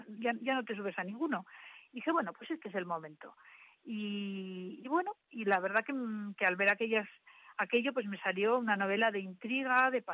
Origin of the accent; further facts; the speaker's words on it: Alcañiz, Aragon, Spain; now in Tudela, Spain; aunque soy de Alcañiz, llevo 22 años viviendo aquí y es mi segunda ciudad. Me ha acogido Tudela magníficamente y me considero ya tudelana.